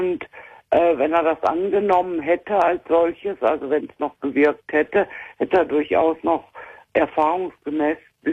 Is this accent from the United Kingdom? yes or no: no; Essen, North Rhine-Westphalia, Germany; born there; moved away; ich bin gebürtig aus Essen, lebe aber 16 Jahre jetzt in Bayern.